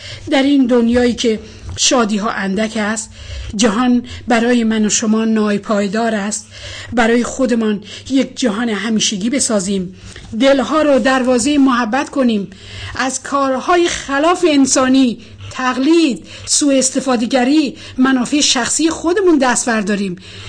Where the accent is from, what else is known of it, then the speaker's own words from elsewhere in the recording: Iran; آرزوی من به عنوان یک ایرانی این است